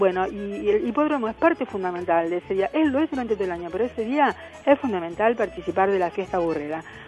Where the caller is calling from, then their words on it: La Plata, Buenos Aires Province, Argentina; Hola, buenas tardes, Bicentenario … de la Plata.